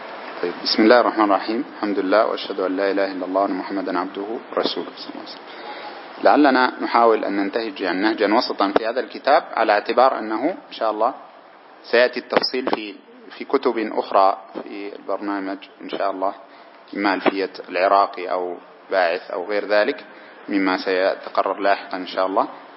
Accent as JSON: {"language": "Arabic", "country": "Sudan", "said": "زي الحلو مر عندنا في السودان"}